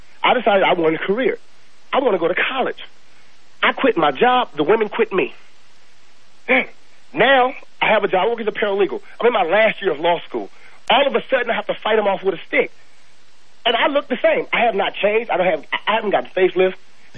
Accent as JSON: {"language": "English", "town": "Los Angeles", "region": "California", "country": "United States", "tie": "born or raised there", "said": "I grew up in South Central L.A."}